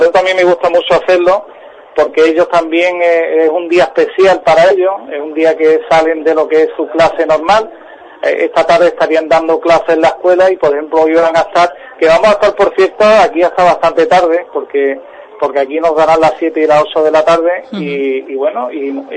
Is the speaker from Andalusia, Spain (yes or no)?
yes; Ubrique, Andalusia, Spain; los que somos de Ubrique y de la comarca, sí sabemos que esto se hace a mano